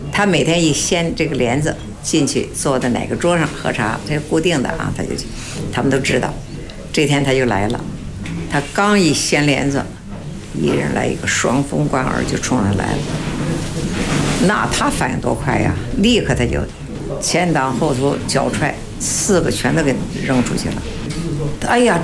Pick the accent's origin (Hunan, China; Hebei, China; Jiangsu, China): Hebei, China; Baoding; 因为我们是保定人嘛，也得算属于保定府管。